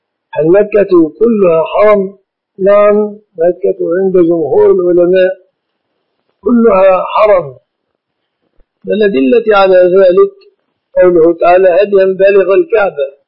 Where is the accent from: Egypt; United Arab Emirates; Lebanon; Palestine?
Egypt; في بلادنا مصر الشبكة من الصداق